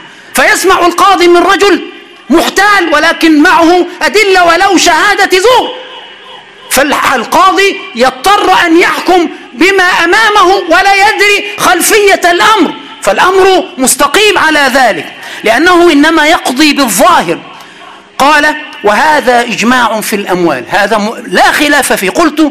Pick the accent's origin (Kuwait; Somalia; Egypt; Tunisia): Egypt; Aswan, Aswan Governorate; عند أهل الصعيد، وأنا من أسوان وصعيدي